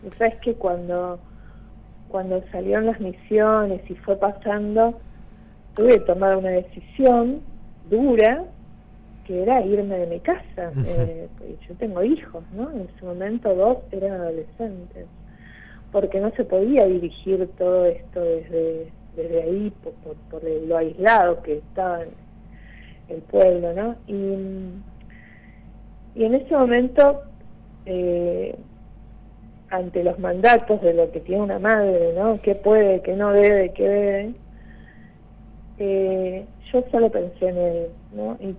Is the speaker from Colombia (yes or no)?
no; Don Torcuato, Buenos Aires Province, Argentina; also born or lived in El Bolsón; Yo soy de Buenos Aires, de Don Torcuato. Allí estuve hasta que entré a Bellas Artes y me fui a vivir a La Boca. Y después me fui al Bolsón en el 86.